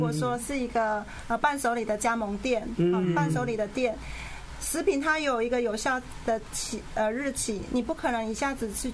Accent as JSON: {"language": "Chinese", "country": "Taiwan", "said": "因为我们身为台湾人，"}